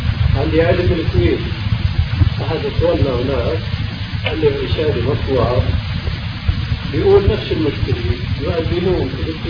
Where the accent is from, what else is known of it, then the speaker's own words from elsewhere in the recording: Meknes, Fès-Meknès, Morocco; في بلدي مكناس مغرب